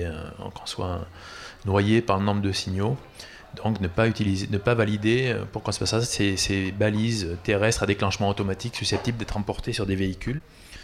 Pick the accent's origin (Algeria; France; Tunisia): France; Toulouse, Occitanie; moi je suis toulousain